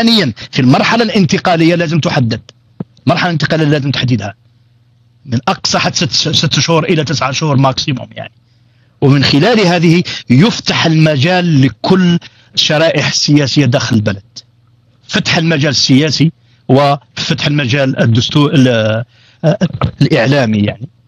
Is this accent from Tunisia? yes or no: no; Algeria; حزب كان أو منظمة مجتمع المدني في بلدنا الجزائر